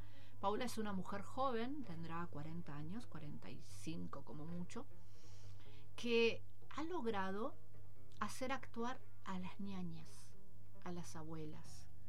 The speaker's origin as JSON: {"language": "Spanish", "town": "Rawson", "region": "Chubut", "country": "Argentina", "tie": "born or raised there", "also_born_or_lived": "Teca", "said": "Nací en Teca, viví en un barrio pobre de Rawson, me vine a vivir acá"}